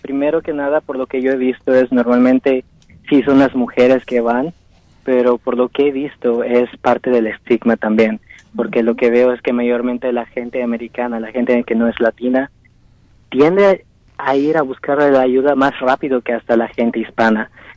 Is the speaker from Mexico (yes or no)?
yes; Mexico; porque pues yo soy de México